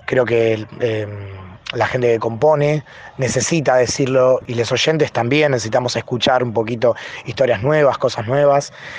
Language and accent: Spanish; Temperley, Buenos Aires Province, Argentina; born there; en mi caso particular sigo viviendo, o sea, nací en Temperley y vivo en Loma de Zamora.